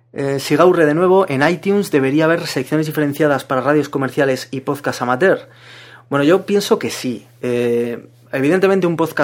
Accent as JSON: {"language": "Spanish", "town": "Zaragoza", "region": "Aragon", "country": "Spain", "said": "yo también soy de Zaragoza, pues imaginaos."}